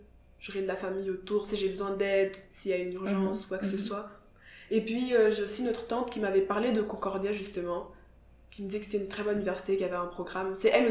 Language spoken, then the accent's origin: French; Kigali, Rwanda; je viens de Kigali, qui est une ville très petite, vraiment très petite, où tout le monde se connaît